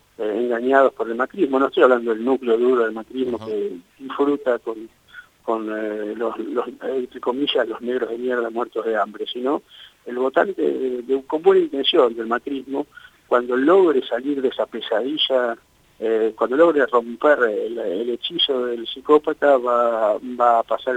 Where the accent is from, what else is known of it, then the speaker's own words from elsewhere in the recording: Buenos Aires, Argentina; Vivo hace 47 años en Buenos Aires, es decir, nunca salí de Buenos Aires